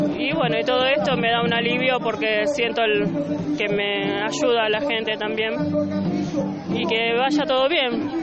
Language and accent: Spanish; Villa Gobernador Gálvez, Santa Fe, Argentina; para poder velarlo en Villa Gobernador Gálvez, porque soy de Villa Gobernador Gálvez